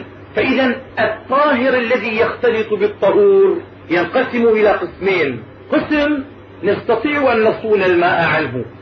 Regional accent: Damascus, Damascus Governorate, Syria; عندنا في دمشق تعزل الأنهار وتنظف في كل سنة

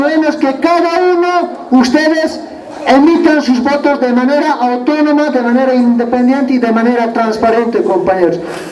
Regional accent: Achocalla, La Paz, Bolivia; A Achucaya somos 3 cantones y 4 distritos, compañeros. Todos somos de Achucaya, compañeros.

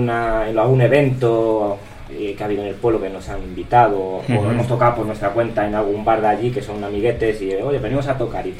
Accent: Madrid, Community of Madrid, Spain; Yo soy de Madrid

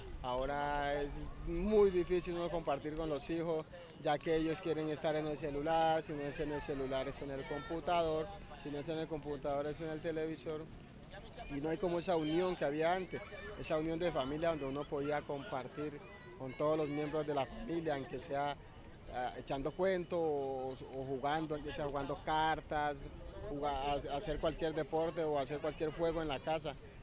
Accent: Tumaco, Nariño, Colombia; now in Cali, Colombia; Pues no llevo mucho tiempo de vivir aquí en Cali, pues no soy de acá, directamente yo soy del Pacífico, de Tumaco, del Pacífico nariñense. Llevo como 25 años viviendo aquí en Cali.

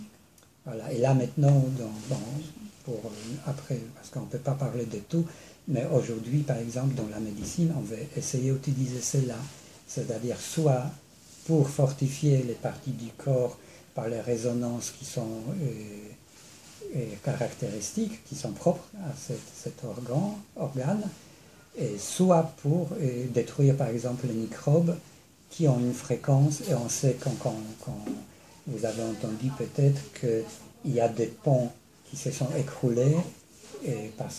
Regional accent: Poland; Je suis polonais, donc il y a des gens qui se débrouillent avec l'alcool là-bas.

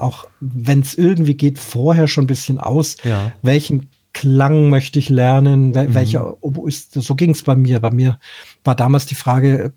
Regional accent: Munich, Bavaria, Germany; born there; Nicht 27 Städte, auch innerhalb gerade in meiner Geburtsstadt München natürlich sehr viele.

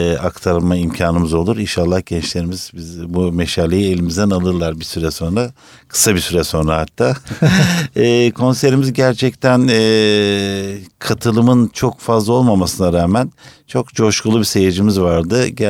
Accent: Kilis, Kilis Province, Turkey; benim kendi memleketimin türküsü iki tane halay çekilebilecek nitelikte keyifli türküler. Kilis türküsü, bir tanesi … diğeri

